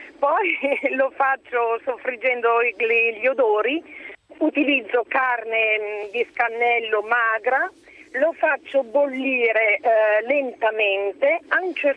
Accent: Malalbergo, Emilia-Romagna, Italy; now in Jesi, Italy; perché sono originaria di Malalbergo, nella provincia di Bologna.

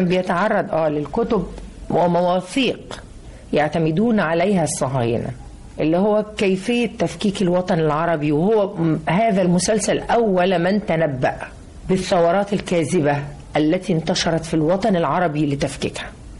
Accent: Egypt; احنا ناس مصريين محافظين لحد دلوقتي على ريحة الكحك في العيد

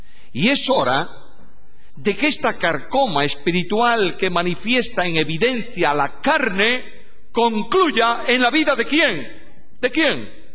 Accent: Galicia, Spain; En Galicia, mi tierra, hace muchos años, los campesinos se alumbraban con algo, llamaban allá el quinqué.

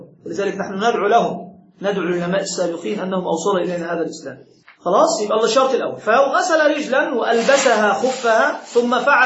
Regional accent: Egypt; المداس مثل الحذاء الذي نلبسه عندنا في مصر،

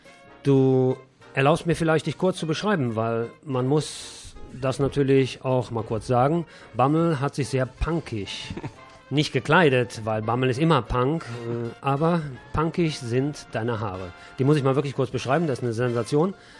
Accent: Rhineland, Germany; also der Arzt hat ja früher immer gesagt, wenn jemand was hatte, bei uns im Rheinland zumindest, da hieß es immer, es sind die Nerven.

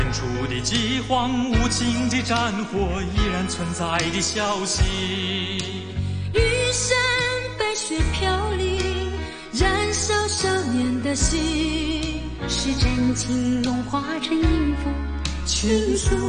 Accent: Hong Kong

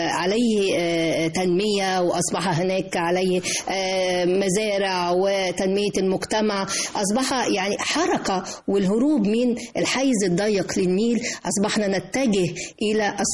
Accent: Egypt; إيه أكتر مكان عايزنا كلنا كمصريين نروح للمكان ده ونشوف فيه حلاوة بلدنا؟

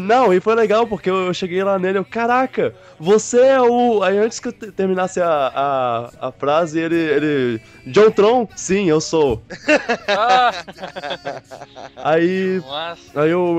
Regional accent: Brazil; Eu sou do Brasil.

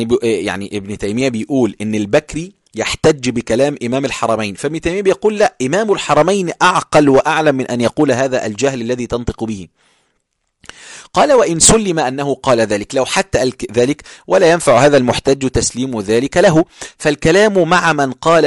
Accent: Egypt; عندنا إحنا عندنا في مصر كلمة بارد يعني ما بيحسش

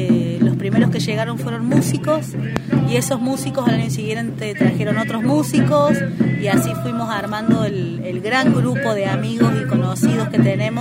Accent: Cosquín, Córdoba, Argentina; yo soy nacida y criada.

